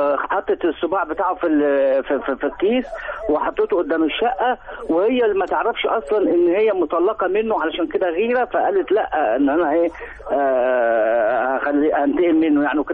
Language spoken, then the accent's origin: Arabic; El Qanater El Khayreya, Qalyubia, Egypt; قناطر الخيرية